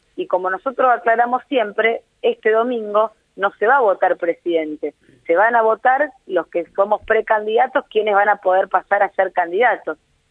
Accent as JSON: {"language": "Spanish", "region": "Santa Fe", "country": "Argentina", "said": "yo vengo de la provincia de Santa Fe, donde también estuvimos el domingo, también en un lugar ícono que son las barrancas de nuestro río Paraná"}